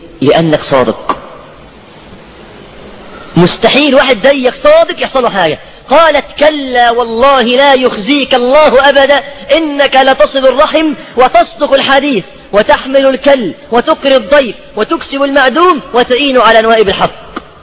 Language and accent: Arabic; Egypt; واحنا شعب مصري يحب يعني ايه يخلي قصه محبوكه